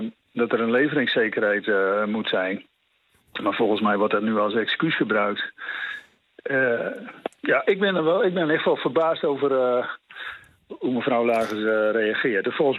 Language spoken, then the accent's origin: Dutch; Groningen, Netherlands; Ja, ik voel mij als Groninger totaal niet serieus genomen.